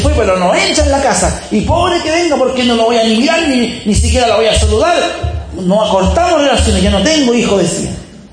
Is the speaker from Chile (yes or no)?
yes; Chile; Estoy puro tonteando, como decimos un chileno